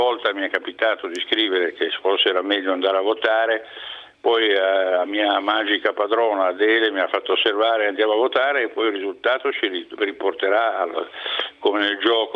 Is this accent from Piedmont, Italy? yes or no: yes; Piedmont, Italy; io sono più spostato tra il Piemonte e la Lombardia, perché il Monferrato è lì sul confine